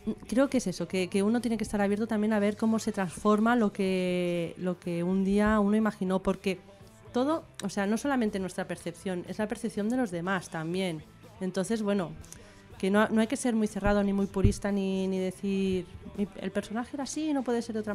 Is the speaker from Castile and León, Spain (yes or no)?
no; Barcelona, Catalonia, Spain; porque yo soy de Barcelona, soy bilingüe, entonces pues, y aparte he colaborado en muchas revistas en catalán